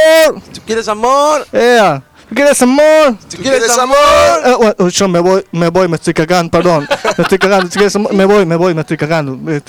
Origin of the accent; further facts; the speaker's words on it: Kingston, Jamaica; Spanish is a second language; Al lado de Kingston.